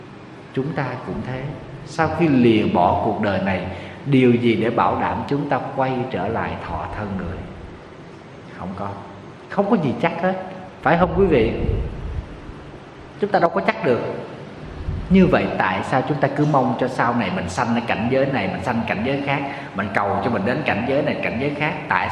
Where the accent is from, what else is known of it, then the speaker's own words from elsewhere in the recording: Southern Vietnam, Vietnam; Ở miền Nam thì mình thì lá rụng 2 lần. Quê em hay mùa mưa nắng thì lá từ nó rụng 2 lần.